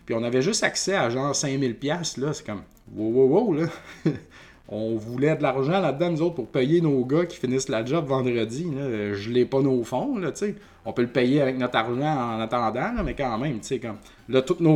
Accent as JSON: {"language": "French", "town": "Saint-Joseph-de-Beauce", "region": "Quebec", "country": "Canada", "said": "Donc, nous, on vient de Saint-Joseph-de-Beauce. C'est la caisse du village."}